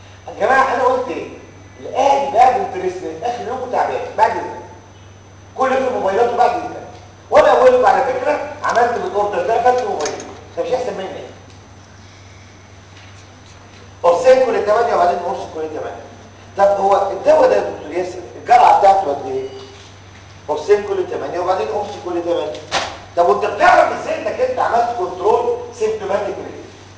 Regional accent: Egypt; احنا عندنا في مصر مش موجود. اللي موجود في مصر هو نيوميركازول

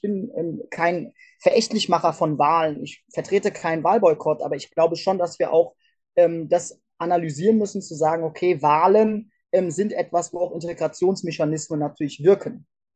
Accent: Hesse, Germany; die Fregatte Hessen, also die leider auch noch mein Heimatbundesland Name trägt

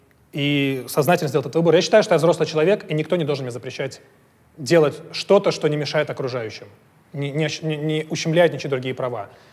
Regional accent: Russia; Я же не из Америки, я же из России.

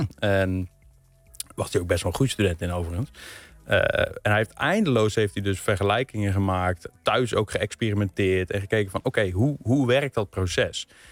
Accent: Gelderland, Netherlands; Nou, ik kom zelf van de Veluwe. Dus niet uit Drenthe in die zin, maar ik ben echt wat dat betreft landelijk opgegroeid.

